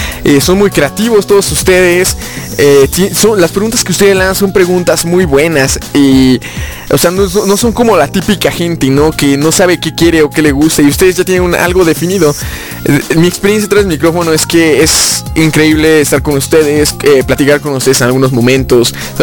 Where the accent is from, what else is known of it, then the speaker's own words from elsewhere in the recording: Pachuca, Hidalgo, Mexico; Soy de Pachuca, Hidalgo, de aquí del bello país de México.